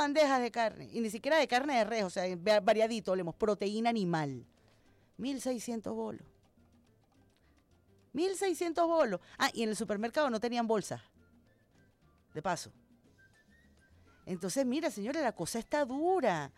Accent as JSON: {"language": "Spanish", "town": "Caracas", "region": "Capital District", "country": "Venezuela", "said": "entiendo como una venezolana más y como una caraqueña más"}